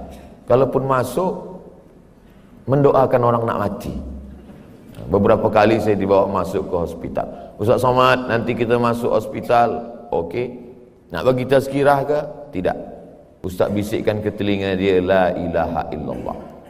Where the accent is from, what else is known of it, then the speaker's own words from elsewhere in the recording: Indonesia; Dari Indonesia.